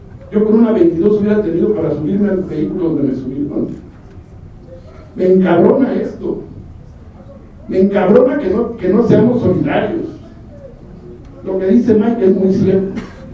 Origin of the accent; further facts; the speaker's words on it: Chihuahua, Mexico; soy de Chihuahua.